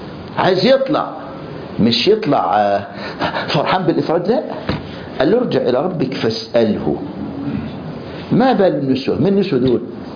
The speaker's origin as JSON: {"language": "Arabic", "country": "Egypt", "said": "ولغاية النهاردة المعتقل عندنا في مصر يلبسوه جلابية بيضة"}